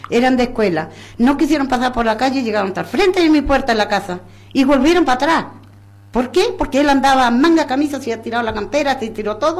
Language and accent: Spanish; Chile; moved away as an adult; now in Argentina; Sí, soy chilena, pero ya llevo 50 años casi acá.